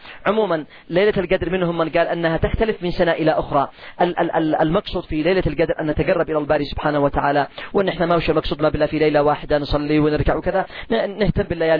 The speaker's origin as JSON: {"language": "Arabic", "country": "Yemen", "said": "لا تقل اليوم على سعر الدقيق والقمح عندنا في اليمن ما تقلش عن 300 ريال"}